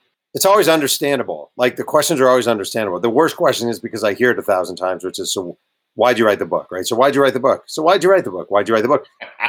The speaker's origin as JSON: {"language": "English", "town": "Mayo Pack", "country": "United States", "tie": "born or raised there", "said": "I always try to do an event at the local bookstore in my hometown of Mayo Pack."}